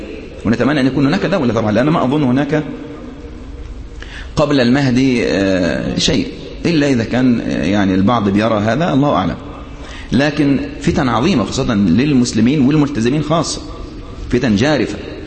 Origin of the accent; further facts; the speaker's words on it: Sohag, Sohag Governorate, Egypt; أذكر في بلدي، يعني أنا من سوهاج، كنت أذهب وعمري تقريبا حوالي 10 سنوات أو 15 سنة